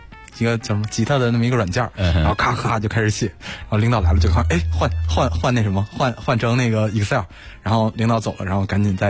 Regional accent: Yanshan, Beijing, China; 因为我小时候在那个燕山长大的，就是一个工业区房山那边，然后就基本上四面环山，所以看见山就觉得特别亲切。

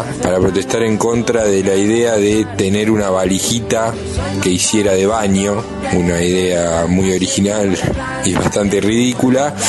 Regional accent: Olavarría, Buenos Aires Province, Argentina; now in La Plata, Argentina; soy de Olavarría, pero vivo en La Plata hace unos 6 años.

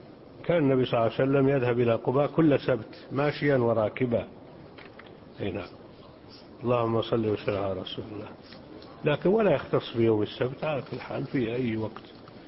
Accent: Jordan; وعندنا في الأردن إذا أضاع أحدنا شيئا سرق منه

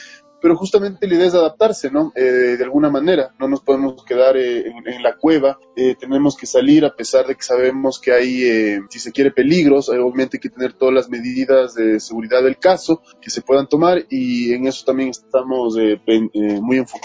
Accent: Quito, Pichincha, Ecuador; El Teatro Sucre para mí es o sea, es un escenario, inigualable por lo que representa para mí como quiteño.

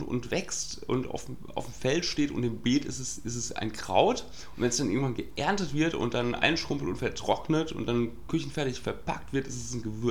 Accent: Hesse, Germany; Du weißt, wo ich her bin, ja. MKK, Mein kleines Königreich, ja.

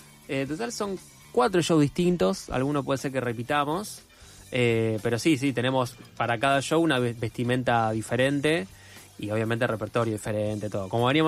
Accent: Argentina; Formo parte de un grupo, somos chicos argentinos

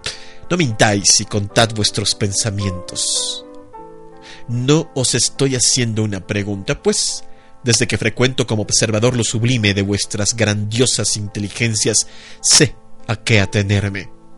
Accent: Iztapalapa, Mexico City, Mexico; Yo crecí en Iztapalapa, mi querida Sandra. Yo considero Iztapalapa mi barrio, es mi... De allí soy yo, pues, aunque en realidad nací en la Jardín Balbuena, pero toda mi vida viví en Iztapalapa. Por ahí estaba la casa de mis jefes, perdón.

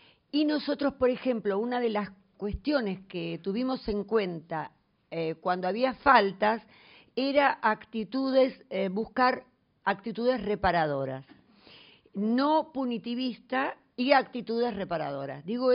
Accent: Buenos Aires Province, Argentina; soy de provincia de Buenos Aires.

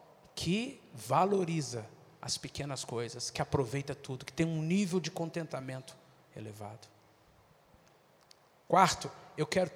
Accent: Minas Gerais, Brazil; Se eu fosse baiano, seria mais fácil. Mas eu sou mineiro. Mineiro é muito desconfiado.

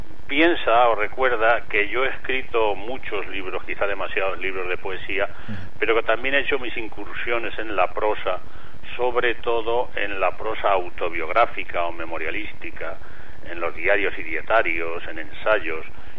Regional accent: Albacete, Castilla-La Mancha, Spain; Escenarios de mi niñez que naturalmente transcurrieron en Albacete.

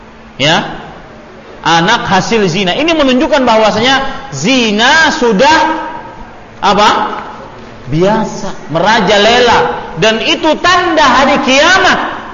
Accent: Banjarmasin, South Kalimantan, Indonesia; Saya kemarin diberitahu di kampung saya di Banjarmasin

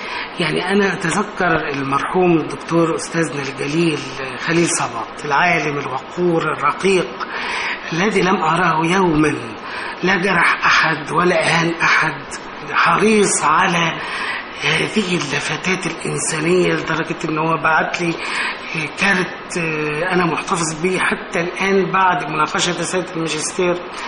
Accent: Cairo, Cairo Governorate, Egypt; انا من القاهره، اللاندسكيب الازدحام والناحيه المدنيه

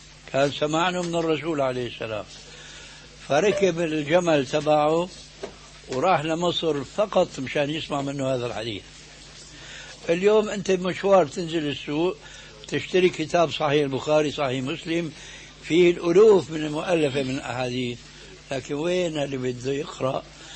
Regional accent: Syria; لكن كما يقولون عندنا في الشام بدها زكتار

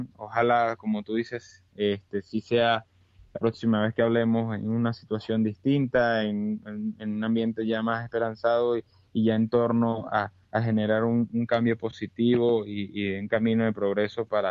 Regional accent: Venezuela; Bueno, a nosotros como venezolanos le podemos decir en España que bueno, vean el espejo.

